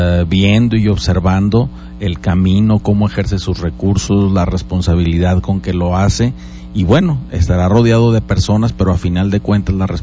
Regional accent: Aguascalientes, Mexico; todos somos mexicanos, todos somos aguascalentenses.

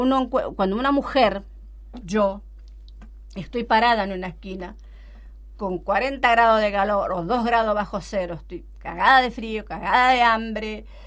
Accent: Chaco, Argentina; también abarco un poco de mi infancia en el Chaco, mi infancia muy pobre

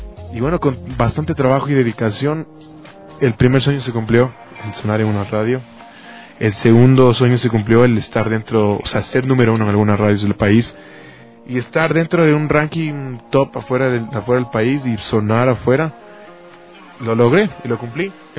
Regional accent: Ecuador; fuera de mi país, de mi territorio, fuera gente que yo no conozca y que no son compatriotas y que no somos ecuatorianos

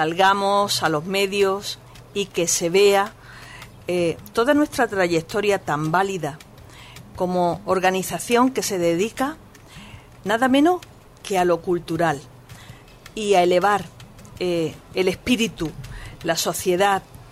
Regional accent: Málaga, Andalusia, Spain; soy flamenquita, yo soy malagueña.

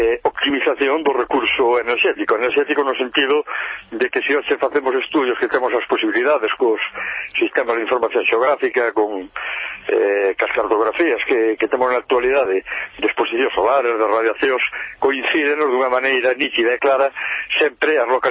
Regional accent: Galicia, Spain; eu aquí na miña terra temos o que é o mosteiro do Seira, que lle chaman o Escorial galego.

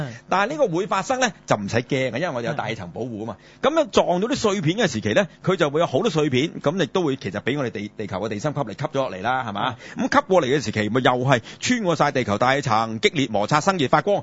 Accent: China; 我哋中國人叫咩

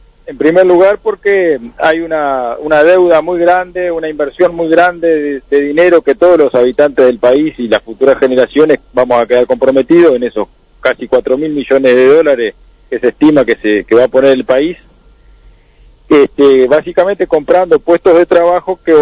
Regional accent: Curtina, Tacuarembó, Uruguay; Y acá la zona, tanto mi pueblo acá, la zona de Curtina

